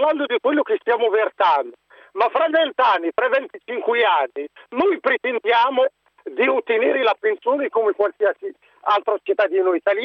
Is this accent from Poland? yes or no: no; Morocco; Italian is a second language; now in Italy; Io sono del Marocco.